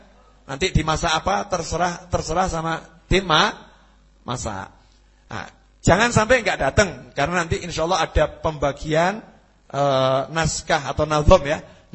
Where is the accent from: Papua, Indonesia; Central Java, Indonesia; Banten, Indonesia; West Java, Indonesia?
Central Java, Indonesia; Surakarta; Barometer politik nasional itu ya Solo. Solo ayem, Indonesia ayem. Itu udah jadi ukuran itu ya. Sebagai orang Solo kita boleh syukur.